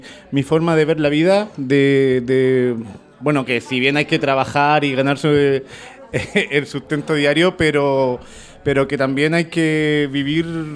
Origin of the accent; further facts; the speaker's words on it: Chile; soy chileno, 37 años, casado, felizmente.